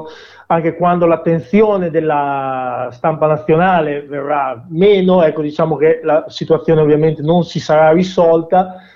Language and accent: Italian; Emilia-Romagna, Italy; perché purtroppo è quello che è toccato alla mia terra, alla Romagna.